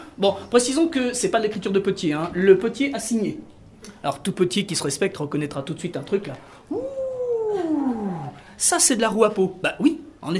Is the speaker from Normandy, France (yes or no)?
yes; Normandy, France; je suis de la Manche